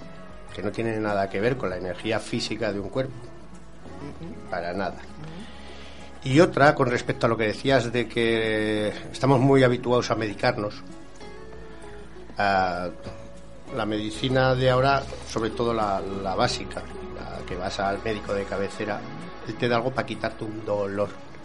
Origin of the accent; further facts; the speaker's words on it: Spain; Somos españoles.